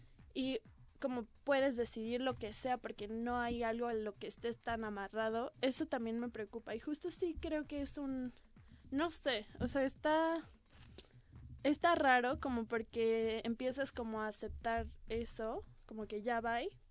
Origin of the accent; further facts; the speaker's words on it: Mexico; principalmente tal vez como mexicanos, no sé si en otros, no sé cómo sea en otros lugares, pero pienso como que en México hay una importancia familiar como muy grande